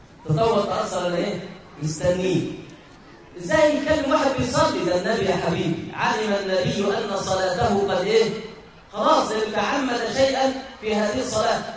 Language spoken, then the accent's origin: Arabic; Egypt; دخلت مره في مكان عندنا في مصر بيسموه المضيافه.